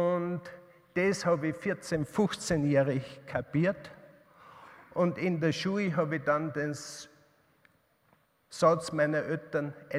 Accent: Upper Austria, Austria; Ich bin in Oberösterreich in einer Kreislerei aufgewachsen.

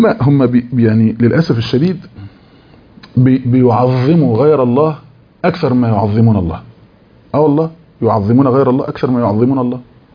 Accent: Beni Suef Governorate, Egypt; فطبعا احنا من بني سويف اقاليم

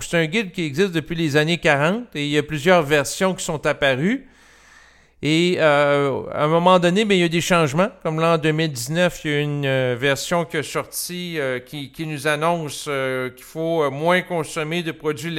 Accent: Canada; Entre autres au Canada, parce que je suis Canadien.

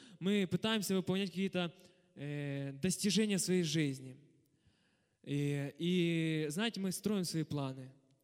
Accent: Zaporizhzhia, Zaporizhzhia Oblast, Ukraine; И начну с того, что я из Запорожья приехал.

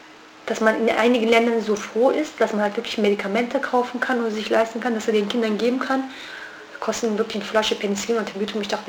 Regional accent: Kurdish region, Turkey; German is a second language; von der ganzen Türkei kann ich wirklich nicht sprechen. Ich kann ja nur vom kurdischen Gebiet sprechen, wo ich herkomme.

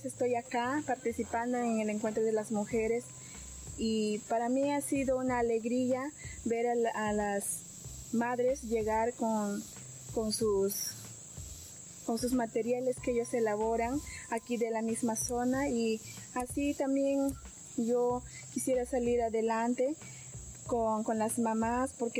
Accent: Imaza, Amazonas, Peru; vengo de la comunidad Numpatkem del distrito de Imasa.

